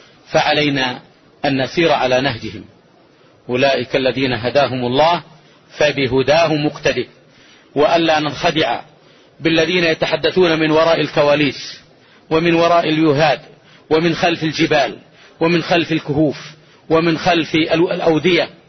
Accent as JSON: {"language": "Arabic", "country": "Saudi Arabia", "said": "هو المنهج الرباني الذي قامت عليه هذه بلادنا المملكة العربية السعودية منذ تأسيسها منذ 3 قرون"}